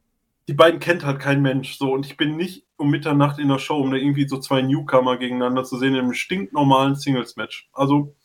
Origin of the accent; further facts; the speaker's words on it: North Rhine-Westphalia, Germany; Also wir kommen halt aus NRW, also auch aus der Nähe.